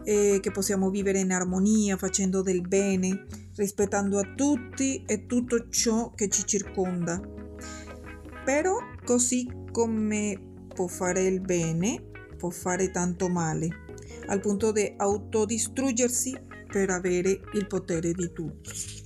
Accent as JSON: {"language": "Italian", "town": "Caracas", "region": "Capital District", "country": "Venezuela", "second_language": "Italian", "lives_now": "Salerno, Italy", "said": "Io sono nata a Caracas, Venezuela."}